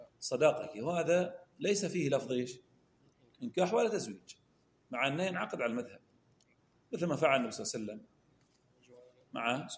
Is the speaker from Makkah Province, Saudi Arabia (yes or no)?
no; Al-Ahsa, Eastern Province, Saudi Arabia; عندنا في الأحساء